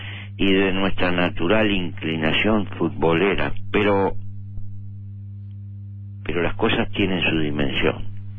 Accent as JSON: {"language": "Spanish", "country": "Uruguay", "said": "como cualquier uruguayo le estamos deseando la mejor suerte"}